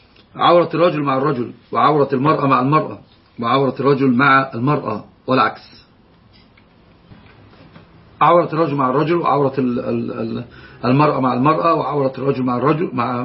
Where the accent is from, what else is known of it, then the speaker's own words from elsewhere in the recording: Egypt; عندنا في مصر يقول الحمى اللي هو الأب الزوج